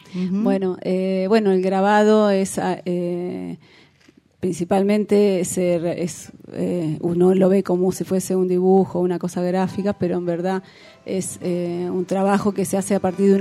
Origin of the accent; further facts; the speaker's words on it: La Plata, Buenos Aires Province, Argentina; Bueno, yo soy de la ciudad de La Plata, de Buenos Aires.